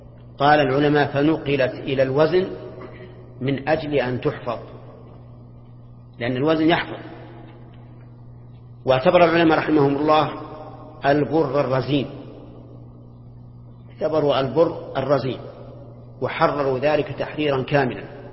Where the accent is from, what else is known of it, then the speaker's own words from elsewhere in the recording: Al-Qassim, Saudi Arabia; بينما المد عندنا في القصيم 3/3 الصاع، يختلف